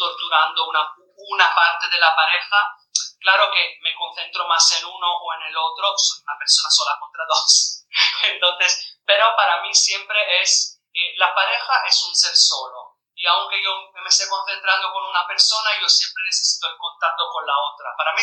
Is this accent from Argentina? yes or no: no; Italy; Spanish is a second language; A ver, yo soy italiana.